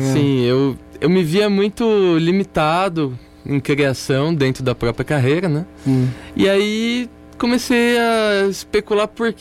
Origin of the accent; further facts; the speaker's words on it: Jundiaí, São Paulo, Brazil; Não, eu sou de Jundiaí.